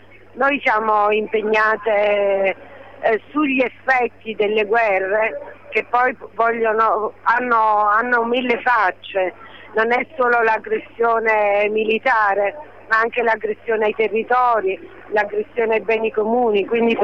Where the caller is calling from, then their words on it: Naples, Campania, Italy; Sono di Napoli